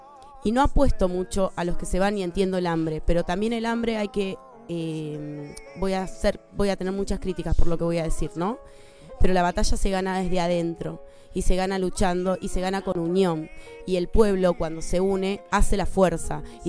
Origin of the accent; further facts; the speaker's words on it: Argentina; simplemente soy una argentina viéndolos de afuera